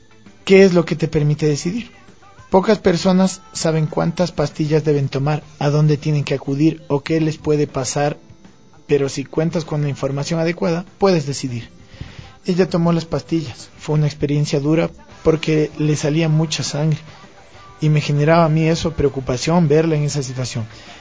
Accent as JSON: {"language": "Spanish", "town": "Quito", "region": "Pichincha", "country": "Ecuador", "tie": "born or raised there", "also_born_or_lived": "Ibarra", "said": "Soy de Ibarra, pero vivo en Quito desde pequeño. Tengo 27 años"}